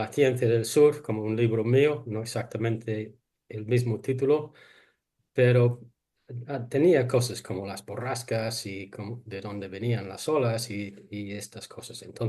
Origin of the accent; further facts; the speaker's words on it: England, United Kingdom; born there; Spanish is a second language; nací en una ciudad en Inglaterra cerca del mar, al lado del mar